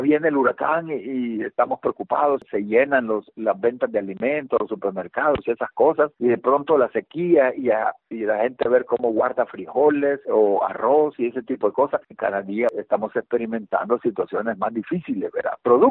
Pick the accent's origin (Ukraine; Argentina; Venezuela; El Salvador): El Salvador; Fíjate lo que está pasando aquí en mi país, El Salvador.